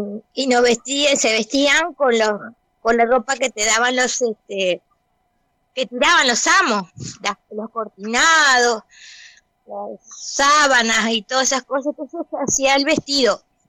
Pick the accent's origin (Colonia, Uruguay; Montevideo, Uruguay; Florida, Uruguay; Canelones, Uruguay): Colonia, Uruguay; Colonia del Sacramento; soy de Colonia del Sacramento, nacida aquí. Vivo aquí, soy acá, tengo mis añitos de experiencia